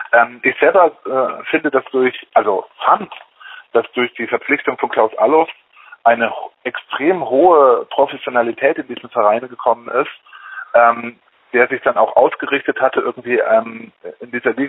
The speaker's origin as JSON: {"language": "German", "town": "Stuttgart", "region": "Baden-Württemberg", "country": "Germany", "said": "Als Stuttgarter würde ich den 8. Platz jetzt mal nehmen"}